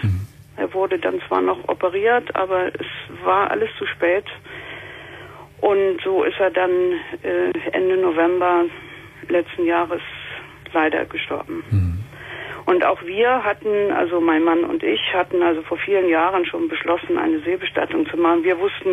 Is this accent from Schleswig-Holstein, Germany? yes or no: yes; Schleswig-Holstein, Germany; werde also in meine alte Heimat nach Schleswig-Holstein ziehen.